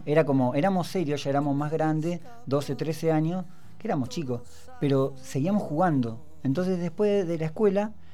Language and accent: Spanish; Comodoro Rivadavia, Chubut, Argentina; also born or lived in Hurlingham; nací en Hurlingham. Nos mudamos en el 84 con mi familia a Comodoro Rivadavia. Por cuestiones petroleras, ¿no? Por trabajo. Y me crío en Rivadavia, Francia, para quienes conocen allá, apenas cuando va subiendo la loma